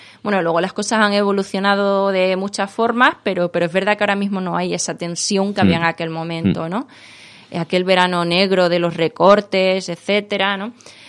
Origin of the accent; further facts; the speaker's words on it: Extremadura, Spain; also born or lived in Seville; now in Madrid, Spain; yo nací en Sevilla, pero bueno, nací en Sevilla, ahora vivo aquí en Madrid, me siento un poquito también de esos lugares, pero sobre todo extremeña, que es donde he pasado casi toda mi vida.